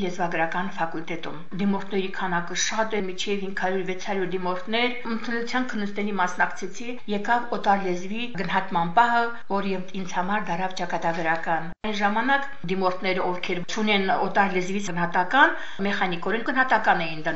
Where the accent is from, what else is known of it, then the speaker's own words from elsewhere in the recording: Noragyugh, Armenia; Աղջիկ ջան, որտեղացի ես? Ասացի, Նորագյուղ գյուղից եմ։